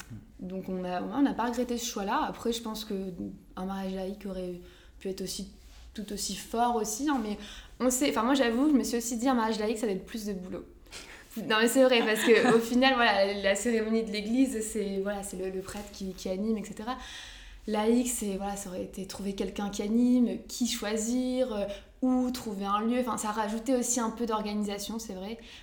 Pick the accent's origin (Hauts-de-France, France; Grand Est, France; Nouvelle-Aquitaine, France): Hauts-de-France, France; Lambersart; juste dans ma ville où j'ai grandi en fait, à Lambersart.